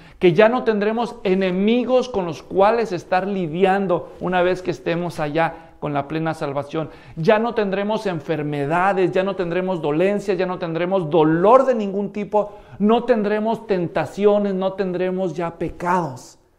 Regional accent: Mexico; En México, de donde yo soy, donde yo nací, hay un refrán en algunos pueblos que suena un poco feo

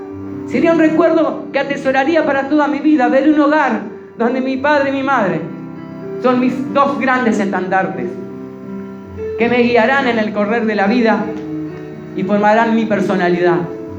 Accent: Uruguay; ¿Y yo qué soy? Yo soy uruguayo.

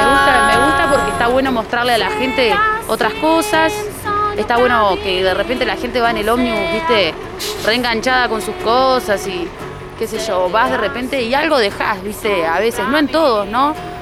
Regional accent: Montevideo, Uruguay; Soy de Montevideo y estoy acá cantando, soy enfermera.

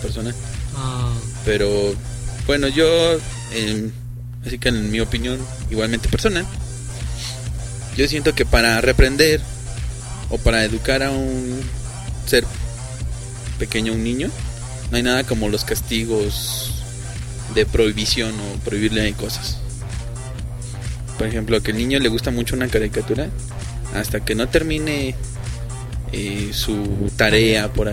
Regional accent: Mexico City, Mexico; Soy chilango y ya me sentí.

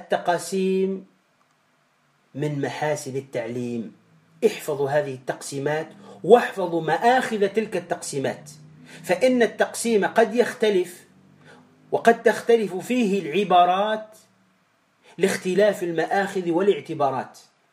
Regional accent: Tunisia; كما نقول عندنا في تونس الفقر والعنترة

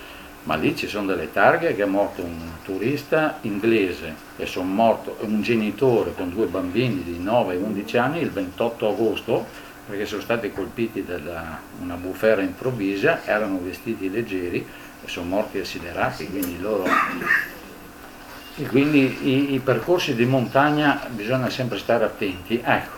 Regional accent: Bolzano, Trentino-Alto Adige, Italy; poi gli dico che sono italiano. Una volta mi ha chiesto se sono norvegese, sul rifugio Similão, ha detto no, sono italiano di Bolzano

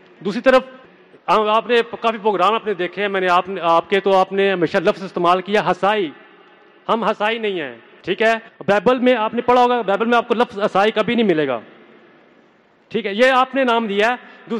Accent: Pakistan; English is a second language; I am from Pakistan, Christian.

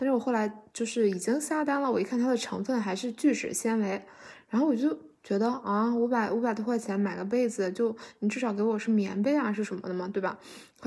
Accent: China; now in Canada; 我们中国人喜欢就是坐北朝南嘛，我不知道他们这边。

